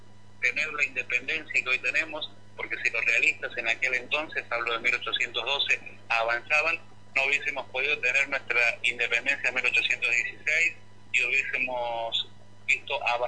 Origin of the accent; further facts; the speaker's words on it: Santiago del Estero, Argentina; más allá que no soy nacido en Jujuy, soy santiagueño